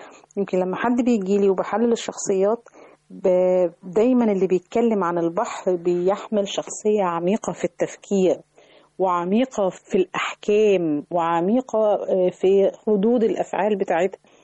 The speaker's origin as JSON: {"language": "Arabic", "country": "Egypt", "said": "أنا روحت أماكن كتير داخل مصر، ولكن الواحد بيخجل إن إحنا كمصريين بنهمل أحيانا إن إحنا نطلع جولات سياحية"}